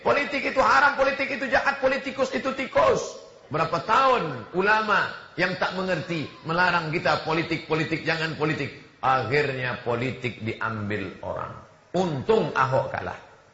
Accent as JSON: {"language": "Indonesian", "region": "Riau", "country": "Indonesia", "said": "Saya dari Riau, kabupaten di tempat kami, ada yang zakatnya 10 miliar."}